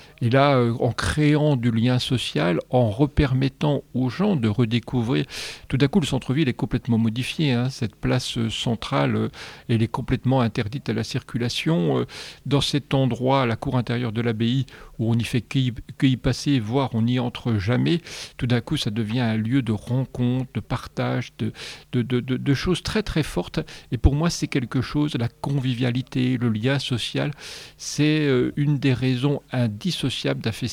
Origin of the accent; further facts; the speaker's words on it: Luxeuil-les-Bains, Bourgogne-Franche-Comté, France; moi je suis originaire de Luxeuil-les-Bains